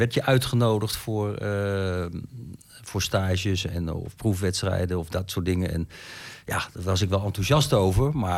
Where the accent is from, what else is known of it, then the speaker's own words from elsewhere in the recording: Zeeland, Netherlands; En ik ben een Zeeuw.